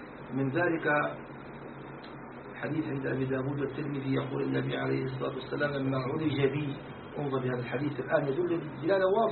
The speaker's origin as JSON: {"language": "Arabic", "country": "Syria", "said": "سموه عندنا في الشام سموه نكتة"}